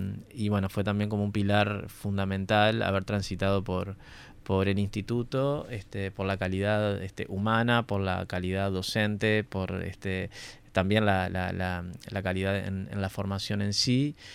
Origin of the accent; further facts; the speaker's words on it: San José, Uruguay; Como recién dije, soy oriundo de San José.